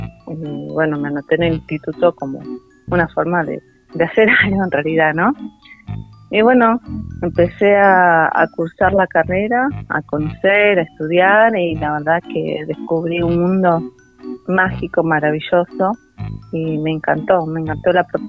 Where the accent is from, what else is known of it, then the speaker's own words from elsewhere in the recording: Bariloche, Río Negro, Argentina; Yo soy de acá de Bariloche, estudié en el Instituto de Formación Docente Continua de acá de Bariloche.